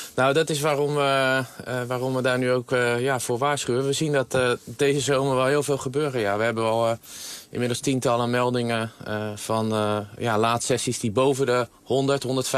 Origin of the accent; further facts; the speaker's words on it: Netherlands; En daar zijn we als Nederlanders niet aan gewend.